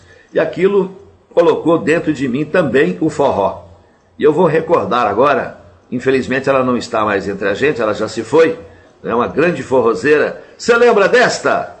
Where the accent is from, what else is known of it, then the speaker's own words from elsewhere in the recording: Coromandel, Minas Gerais, Brazil; born there; Eu nasci em Minas Gerais, lá em Coromandel